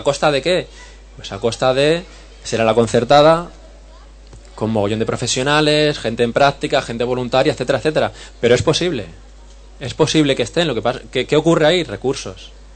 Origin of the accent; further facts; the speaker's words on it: Leganés, Community of Madrid, Spain; Yo soy de Leganés, en Madrid